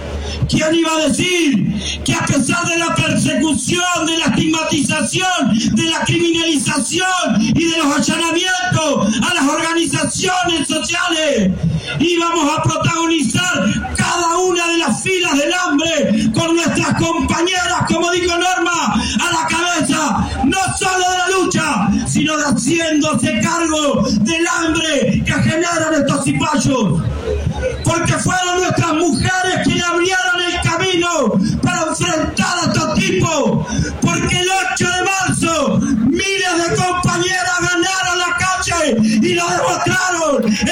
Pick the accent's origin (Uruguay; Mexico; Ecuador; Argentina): Argentina; La Plata, Buenos Aires Province; Yo vengo de La Plata, allá cerca en Berisso